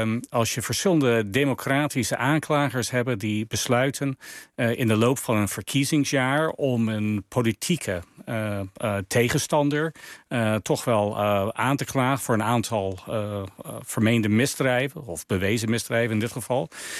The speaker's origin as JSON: {"language": "Dutch", "country": "United States", "said": "Ik zou iets anders willen voor mijn land als Amerikaan dan dat dit gebeurt."}